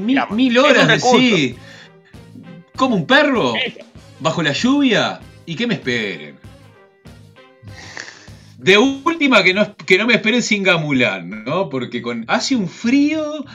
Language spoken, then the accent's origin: Spanish; Uruguay; En Uruguay, yo desde que tengo uso de razón